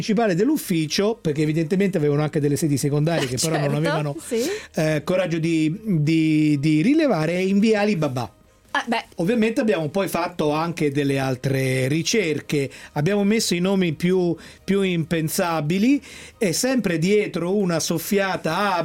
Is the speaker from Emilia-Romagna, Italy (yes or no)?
no; Rome, Lazio, Italy; io sono romano, ho fatto l'università a Roma, l'università La Sapienza